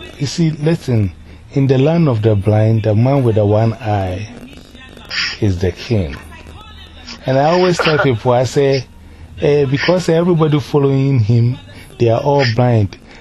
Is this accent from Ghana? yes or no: yes; Ghana; You see, we are from Ghana and we are interested in what is happening.